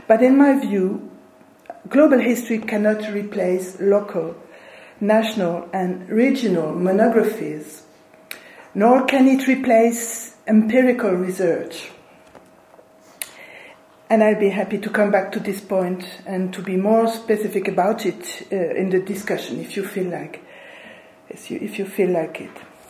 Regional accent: eastern France, France; born there; English is a second language; Well, I was born in Eastern France in a generation where students learned German, and so I'm still unable to talk Spanish today.

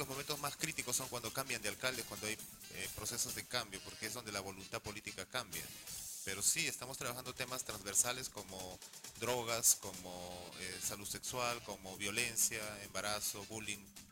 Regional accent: Callao, Peru; trabajar en el Callao es un desafío, y eso lo digo siendo chalaco.

